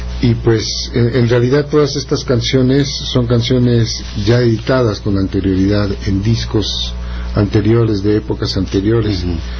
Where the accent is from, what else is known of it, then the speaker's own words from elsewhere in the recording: Alvarado, Veracruz, Mexico; Es un disco dedicado a mi tierra natal, ¿no? A mis raíces